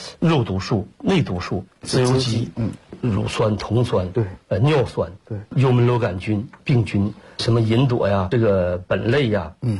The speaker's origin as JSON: {"language": "Chinese", "country": "China", "said": "就像我说那个苏联的科学家学我们中国人包饺子，就一个环节没解决，这就叫掉链子。"}